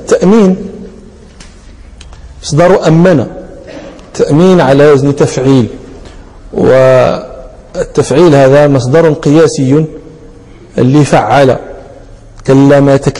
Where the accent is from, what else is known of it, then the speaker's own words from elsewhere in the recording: Morocco; أهل البدو عندنا في المغرب، في بعض نواحي المغرب